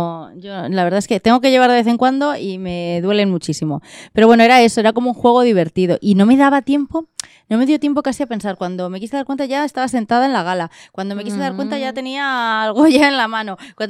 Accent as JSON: {"language": "Spanish", "town": "Guadalajara", "region": "Castilla-La Mancha", "country": "Spain", "said": "somos las dos de Guadalajara y nos encontramos."}